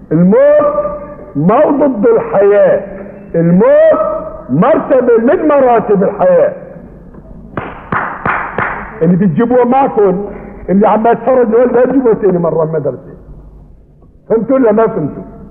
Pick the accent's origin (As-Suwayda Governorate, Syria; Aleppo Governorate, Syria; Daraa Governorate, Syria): Aleppo Governorate, Syria; Aleppo; هي عندنا في حلب وجدت من زمان مو من جديد.